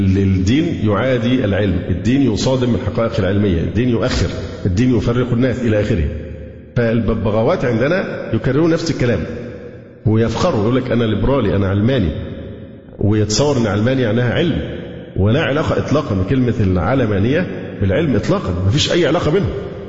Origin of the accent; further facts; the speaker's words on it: Alexandria, Alexandria Governorate, Egypt; لأن أنا فعلا سكندري